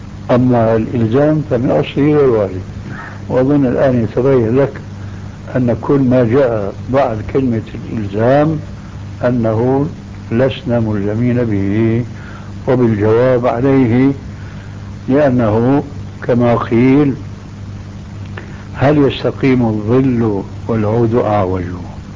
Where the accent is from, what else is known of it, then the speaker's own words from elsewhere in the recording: Syria; كما يقول عندنا في الشام